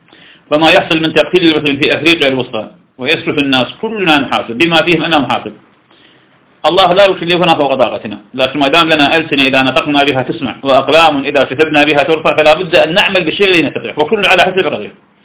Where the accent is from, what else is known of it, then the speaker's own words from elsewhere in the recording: Iraq; فلم عندنا في العراق